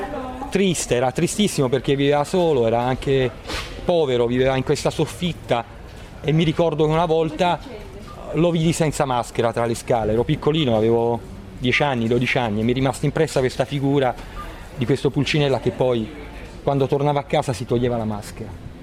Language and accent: Italian; Caserta, Campania, Italy; sono cresciuto in quel territorio, che sono cresciuto veramente nella bellezza, perché sono cresciuto dietro a Reggia di Caserta, tutta la mia infanzia è stata lì dentro